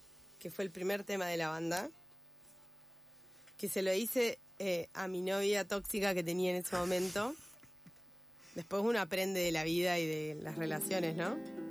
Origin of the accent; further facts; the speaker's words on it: Gobernador Costa, Chubut, Argentina; Yo vengo de Chubut, ¿no? Cuando me fui a estudiar de mi pueblo, que se llama Gobernador Costa, me fui a estudiar Esquel, la secundaria, el viejo Polimodal.